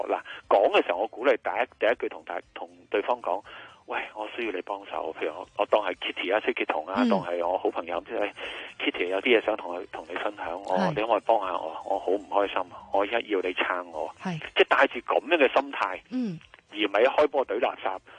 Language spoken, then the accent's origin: Cantonese; Hong Kong; 先令到我作为香港人能够享受咁多繁华富贵、高薪厚职嘅工作。